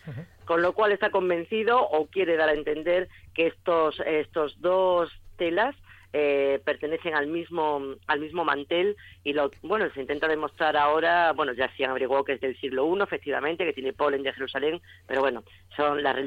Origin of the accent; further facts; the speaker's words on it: Extremadura, Spain; y soy periodista y soy extremeño, debería conocerlo